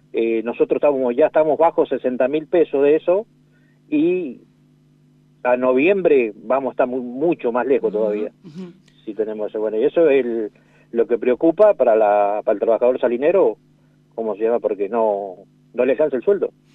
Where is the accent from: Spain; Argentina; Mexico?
Argentina; San Luis; yo soy de San Luis, y conozco gente, familiares míos